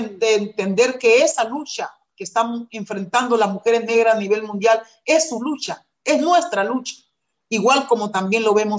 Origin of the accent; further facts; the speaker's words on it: Honduras; Ese es un plan macabro para el tercer destierro del pueblo garífuna. Y tenemos que enfrentar eso, y las mujeres estamos enfrentándolo.